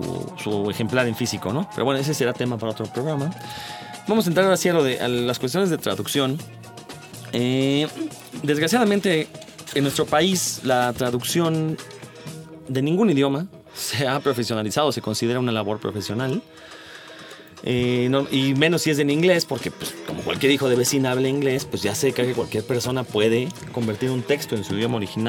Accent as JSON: {"language": "Spanish", "region": "Mexico City", "country": "Mexico", "said": "así los capitalinos somos minoría aquí."}